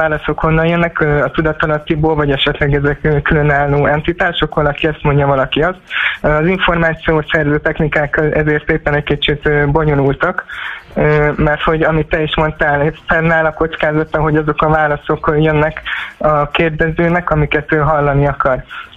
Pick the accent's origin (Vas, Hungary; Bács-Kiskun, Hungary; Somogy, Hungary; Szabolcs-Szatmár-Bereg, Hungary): Bács-Kiskun, Hungary; Kecskemét; itt Kecskeméten, én kecskeméti vagyok